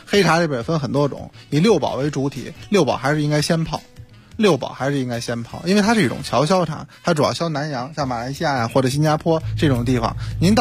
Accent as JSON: {"language": "Chinese", "region": "Beijing", "country": "China", "said": "因为我也是北京人啊"}